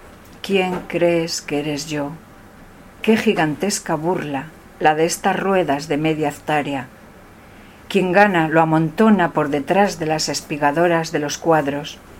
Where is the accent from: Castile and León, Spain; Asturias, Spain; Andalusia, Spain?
Castile and León, Spain; Soria es muy fría, mi pueblo es muy frío, o sea, yo hago muchos viajes a esos 9 bajo cero, ¿no?